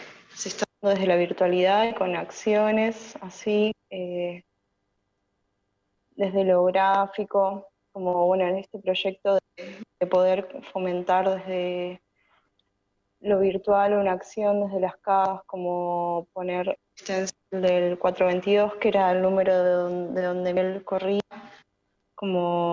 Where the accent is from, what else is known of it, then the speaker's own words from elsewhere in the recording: Buenos Aires Province, Argentina; now in La Plata, Argentina; soy de Arazategui, de acá de Buenos Aires, pero actualmente vivo en La Plata.